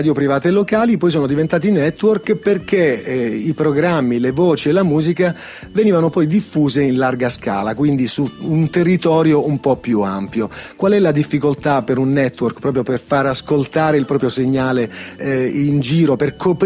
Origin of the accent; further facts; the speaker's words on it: Foggia, Apulia, Italy; io che provengo da Foggia mi sentivo un po' piccolo